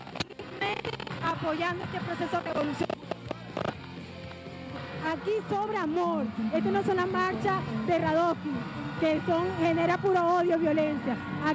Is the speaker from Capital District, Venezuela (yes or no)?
yes; Caracas, Capital District, Venezuela; Vengo de la parroquia Santa Elena de Antímano.